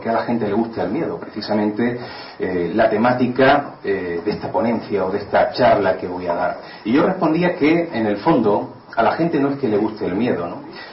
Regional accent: Málaga, Andalusia, Spain; yo soy malagueño

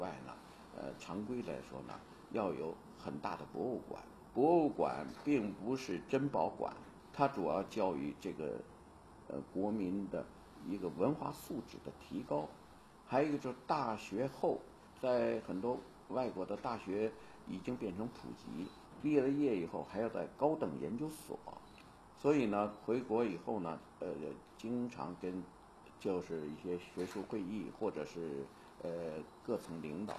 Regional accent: China; born there; moved away as an adult; 连包括像我这样的出生在中国的人到了海外，回到中国，就觉得非常非常大的这个发展是令人震惊的

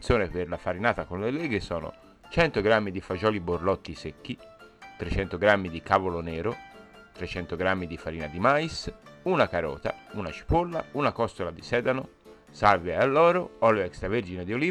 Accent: Tuscany, Italy; E da buon toscano vince la seconda.

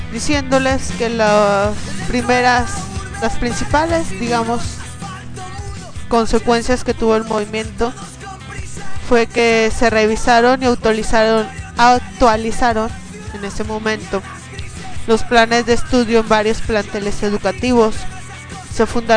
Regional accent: Torreón, Coahuila, Mexico; por ejemplo acá Torreón, de donde soy yo, no es tan provincia

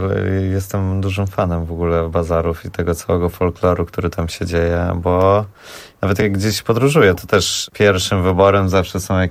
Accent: Warsaw, Masovian Voivodeship, Poland; jakoś dla mnie jest to pewna oczywistość, że jestem z Woli i z Warszawy

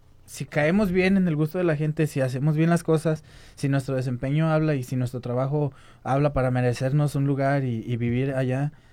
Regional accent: Guadalajara, Jalisco, Mexico; es una oportunidad que nosotros como tapatíos no la podemos desaprovechar

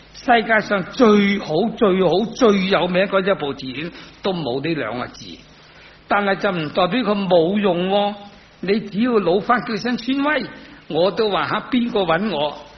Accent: China; 每一个人我哋系中国人

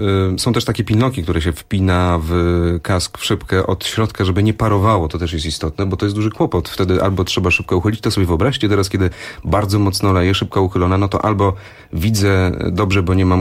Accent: Grudziądz, Kuyavian-Pomeranian Voivodeship, Poland; U mnie w Grudziądzu, w rodzinnym mieście, pamiętam, były takie numery na torze żużlowym.

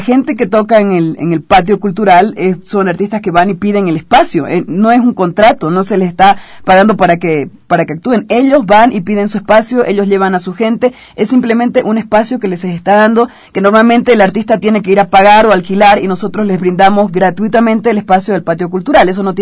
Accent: Santa Cruz, Bolivia; Ya que soy cruceña.

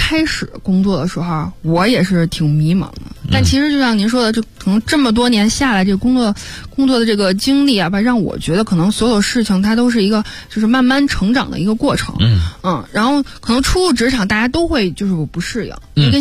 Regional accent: Mentougou, Beijing, China; 对对，我是门头沟人。

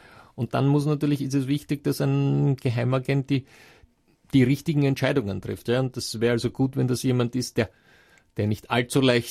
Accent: Russia; Das ist so ein Trick, ja, wobei jetzt bringen Sie ein Beispiel, das bei uns in Russland natürlich nicht allzu hoch im Kurs steht

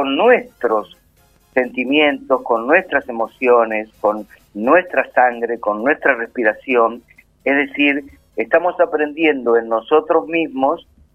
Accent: Luján, Buenos Aires Province, Argentina; En Luján. Yo hace unos cuantos años, que es mi pueblo, mi pueblo, Luján, Carlos Ken, mi Macondo

